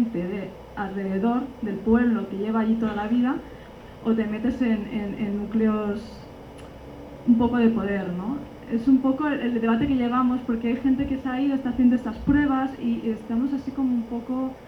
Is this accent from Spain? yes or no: yes; Barcelona, Catalonia, Spain; yo vengo de Barcelona y allí hacemos muchos grupos de debate sobre ecología social